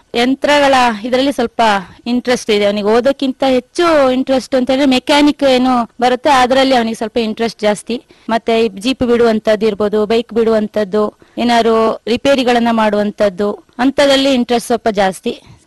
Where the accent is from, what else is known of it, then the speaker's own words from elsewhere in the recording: Karnataka, India; ನಾನು ಹುಟ್ಟಿದ್ದು ಜಯನಣೆ, ನರೇಂದ್ರ ಗ್ರಾಮದಲ್ಲಿ. … ತಾಯಿ ಕಾವೇರಮ್ಮ ಅಂತ. ನಾವು ಬಡವರಾಗೇ ಹುಟ್ಟಿದ್ದು, ನಾವು 4 ಜನ ಮಕ್ಕಳು.